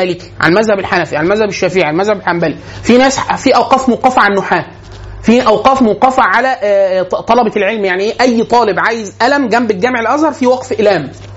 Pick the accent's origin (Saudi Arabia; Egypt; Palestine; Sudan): Egypt; حاله من البذخ عندنا في مصر معانا فلوس كتير جدا